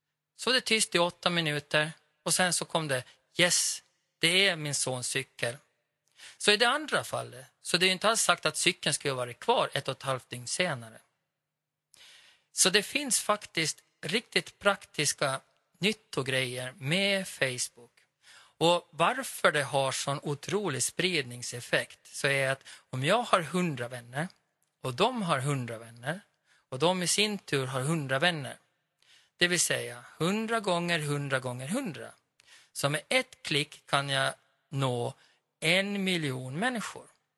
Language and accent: Swedish; Åland, Finland; Men som ålänning så tänker jag, jag vill ju inte köra själv